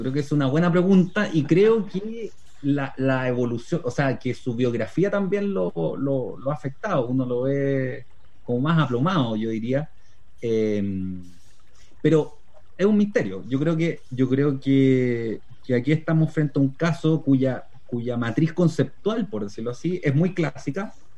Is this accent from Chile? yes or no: yes; Chile; creo que las peculiaridades de la discusión chilena y cómo nos hemos desarraigado